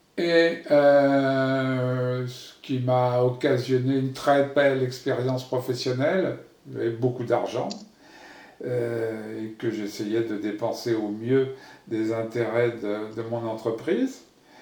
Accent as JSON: {"language": "French", "town": "Paris", "region": "Île-de-France", "country": "France", "tie": "born there", "said": "Je suis français, né à Paris en 1948. J'ai donc 71 ans aujourd'hui, ou 72 ans."}